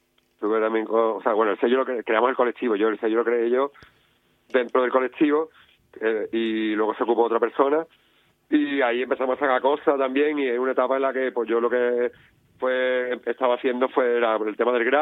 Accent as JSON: {"language": "Spanish", "region": "Andalusia", "country": "Spain", "said": "Soy andaluz y ya está, ¿sabes?"}